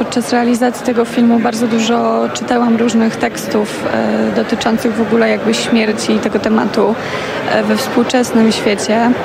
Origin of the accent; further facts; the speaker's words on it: Podlaskie Voivodeship, Poland; ja jestem spod Białegostoku